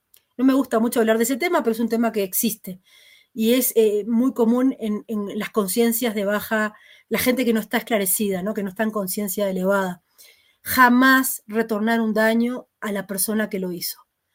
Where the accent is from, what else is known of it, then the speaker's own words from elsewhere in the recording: Uruguay; Tal vez en Uruguay, en mi país, no